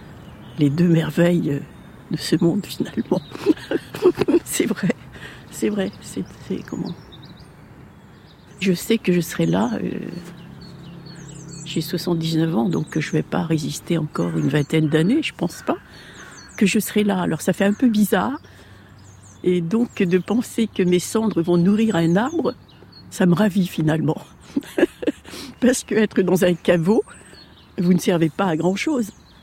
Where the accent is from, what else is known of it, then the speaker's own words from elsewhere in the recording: Hauts-de-France, France; Un chêne rouge parce que nous sommes originaires de la Picardie.